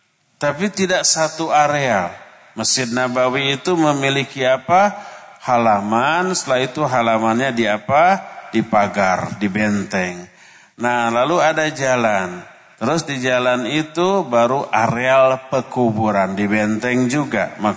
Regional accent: Padalarang, West Java, Indonesia; born there; Lahir di Bandung, di Padalarang.

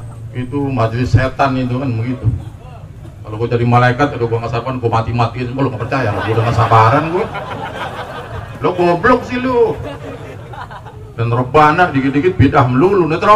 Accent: Jakarta, Indonesia; gue lahir di Kuita. Gak bisa dikadalin gue.

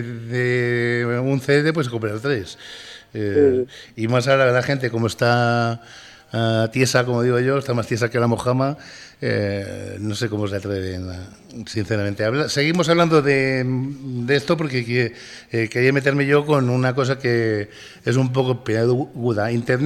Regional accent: Valladolid, Castile and León, Spain; como dicen en mi tierra en Valladolid, sarna con gusto no pica

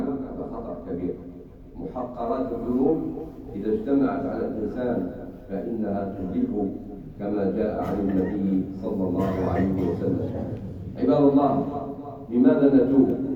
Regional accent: Algeria; بلادنا الجزائر الحبيبة التي قامت من أول لحظة بمساعدة الناس المنكوبين

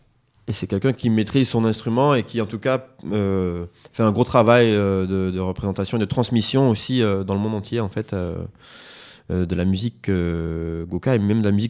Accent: Martinique; Le créole, ben, de toute façon, c'est parce que je suis martiniquais.

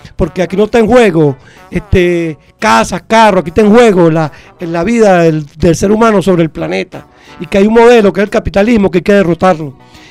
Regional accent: Venezuela; como comunicador, como venezolano, como patriota.

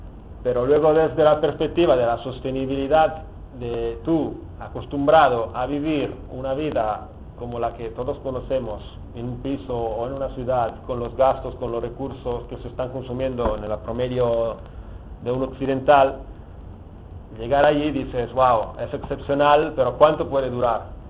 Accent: Italy; Spanish is a second language; now in Barcelona, Spain; ya llevo años viviendo en Barcelona, pero soy un poco torpe. Y lo haré en bueno, que tampoco es un gran castellano, porque como soy italiano sale a veces alguna palabra de itañol

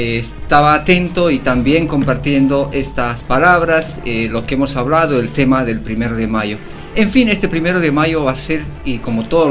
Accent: Bolivia; he visto la evolución de cómo se van armando los primeros de mayo, por ejemplo, en mi país

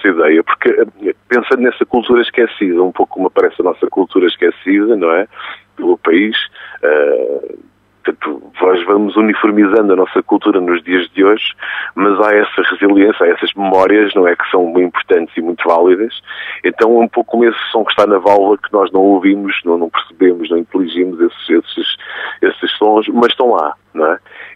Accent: Damaia, Lisbon, Portugal; E na Damaia, voltando aqui à Damaia, ao local de onde eu venho, nós temos um pouco de tudo isso.

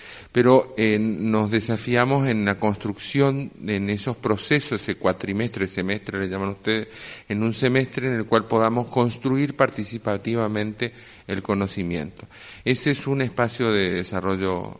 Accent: Corrientes, Argentina; vengo de Corrientes, Argentina.

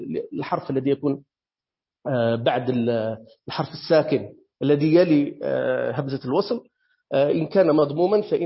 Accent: Algeria; أنا مرة سألت أحد القراء عندنا في الجزائر

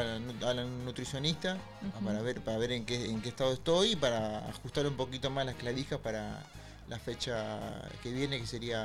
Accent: Tristán Suárez, Buenos Aires Province, Argentina; Sí, soy de Tristan Suárez, tengo 36 años.

